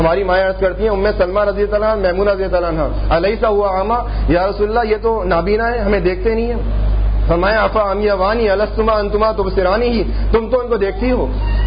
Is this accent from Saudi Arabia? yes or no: yes; Mecca, Makkah Province, Saudi Arabia; also born or lived in Jeddah; میں 10 سال مکہ میں رہا, 10 سال جدہ میں رہا, میرا مکہ شریف میں بچپن گزرا ہے.